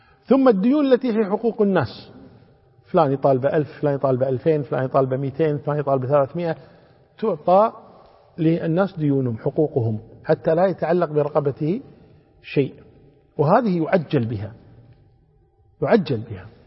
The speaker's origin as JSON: {"language": "Arabic", "country": "Kuwait", "said": "كما عندنا في الكويت لله الحمد والمنة"}